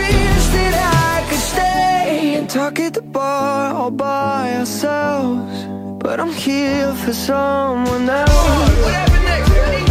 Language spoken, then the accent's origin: Polish; Bielsko-Biała, Silesian Voivodeship, Poland; born there; ja się urodziłem w Bielsku Białej, czyli jakiś kawałek stąd